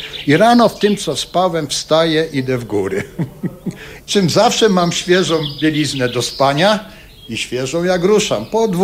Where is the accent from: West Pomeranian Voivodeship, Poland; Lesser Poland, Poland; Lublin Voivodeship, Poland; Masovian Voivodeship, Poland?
Lesser Poland, Poland; Kraków; Tak najbliżej gór to chyba jednak jestem ja, bo z Krakowa, prawda?